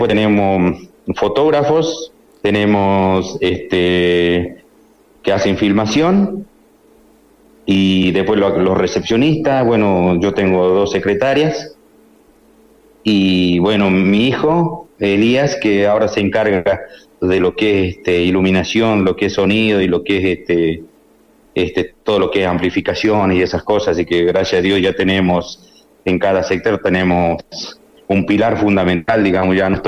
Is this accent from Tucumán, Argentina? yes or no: no; Cachi, Salta, Argentina; now in Salta, Argentina; Yo soy de Cachi y siempre es un placer, por más que estoy en Salta, tengo mis raíces ahí, tengo toda la familia ahí